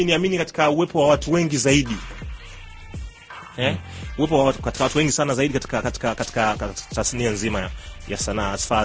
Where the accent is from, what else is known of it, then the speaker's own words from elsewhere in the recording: Tanzania; Mimi ndio Mtanzania wa kwanza ambaye nilirudi kutoka South Africa